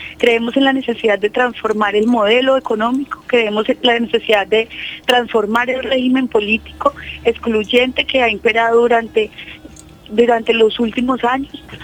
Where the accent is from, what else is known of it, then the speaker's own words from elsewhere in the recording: Colombia; es un problema no solo nuestro como colombianos